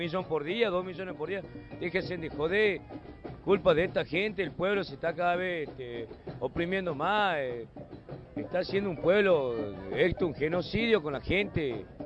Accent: Jujuy, Argentina; somos de Jujuy, somos un pueblo realmente luchador

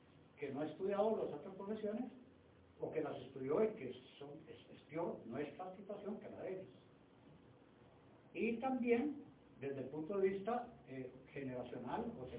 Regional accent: Cartago, Costa Rica; Yo me crié en Cartago

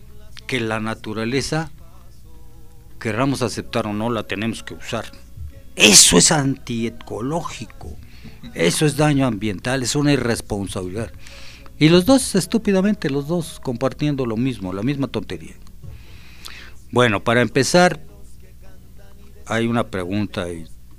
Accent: Mexico

